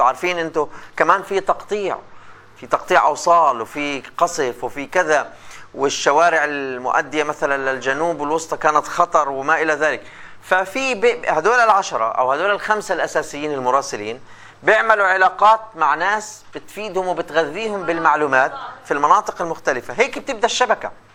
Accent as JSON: {"language": "Arabic", "country": "Palestine", "said": "عندنا مثلا عندنا في فلسطين إذاعات لا تتجاوز معبر بيت حنون"}